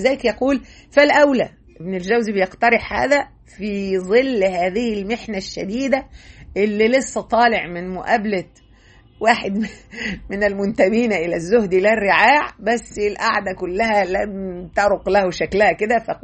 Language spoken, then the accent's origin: Arabic; Egypt; زي ما احنا بنقول كمصريين